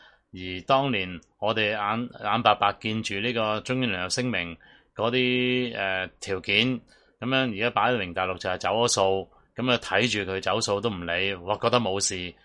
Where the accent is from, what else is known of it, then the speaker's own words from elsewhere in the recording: Hong Kong; 甚至乎对于我哋香港大嘅人嚟讲，嗰个尊严都系丧失咗。